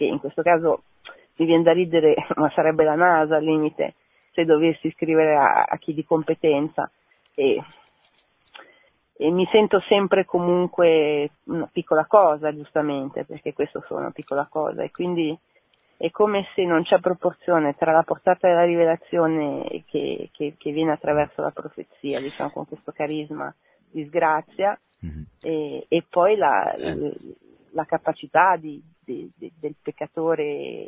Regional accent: Milan, Lombardy, Italy; Sono di Milano.

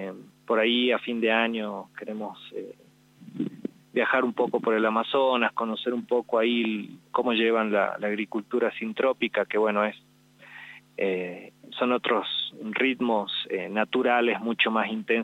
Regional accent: Jujuy, Argentina; born there; yo soy nacido acá en Jujuy

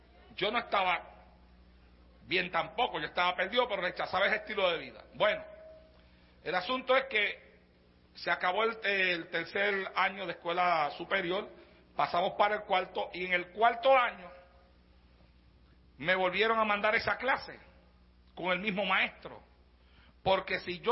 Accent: Santa Isabel, Puerto Rico; me iba yo solo a la playa de mi pueblo en Puerto Rico, en Santa Isabel

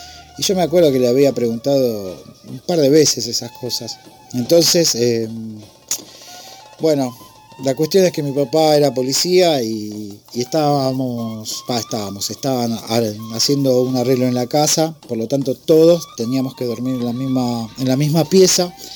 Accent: Remedios de Escalada, Buenos Aires Province, Argentina; soy de Escalada.

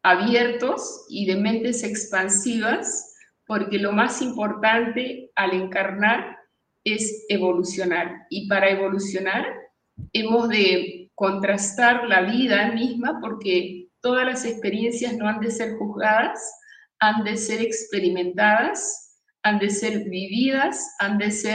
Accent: Peru; born there; nací en Perú, pero fui concebida en la Ciudad Luz, en París, en un viaje de placer de mis padres.

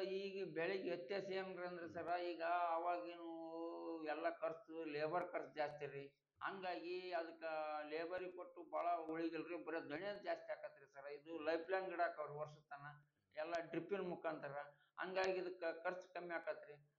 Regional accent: Hunasehalu, Karnataka, India; ಅದಕ್ಕೆ ಅದು ಹುಣಸೆ ಹಾಳು ಅಂತ ಒಂದು ಊರಾಗೈತೆ ನೋಡ್ರಿ ಸರ್

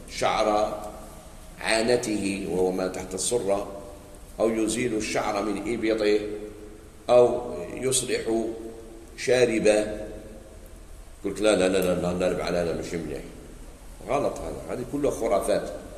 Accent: Algeria; كاين واحد عند بعض المناطق عندنا في الجزائر

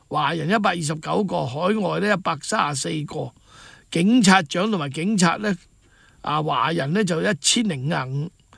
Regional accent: Hong Kong; 而家我哋香港人，佢知唔知呢个呢班共产党知唔知我哋香港人好希望时光倒流咧？

